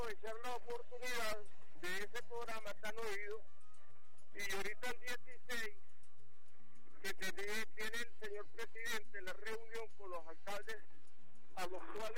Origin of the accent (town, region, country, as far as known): Venezuela